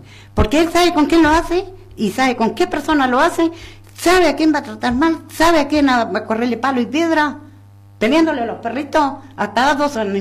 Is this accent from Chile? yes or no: yes; Chile; moved away as an adult; now in Argentina; Sí, soy chilena, pero ya llevo 50 años casi acá.